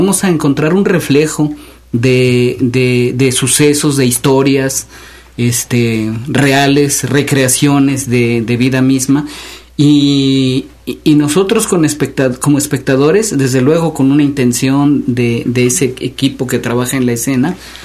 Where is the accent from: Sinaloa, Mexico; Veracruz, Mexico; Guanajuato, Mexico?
Veracruz, Mexico; Xalapa; born there; Yo nací en Jalapa, pero cuando nací en la ciudad, no, es que entonces casi era un pequeño pueblo, ¿verdad?